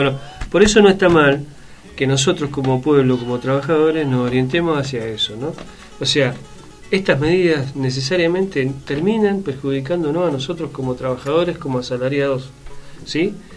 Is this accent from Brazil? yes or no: no; Mendoza, Argentina; como mendocinos no queremos quedar alejados de esta propuesta nacional